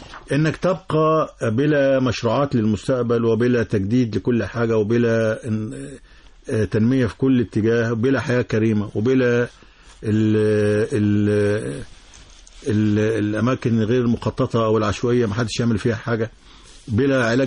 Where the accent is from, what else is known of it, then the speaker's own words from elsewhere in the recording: Egypt; وكل يعني اللي نقدر كمصريين نقدمه للمحافظات الثلاثه